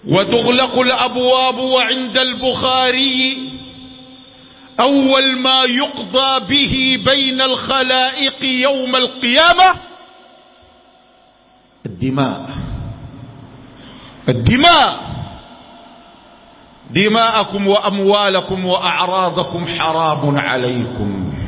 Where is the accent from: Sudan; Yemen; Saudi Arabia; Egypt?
Sudan; ولكن أقول ما يحدث عندنا في السودان أشد وأنكى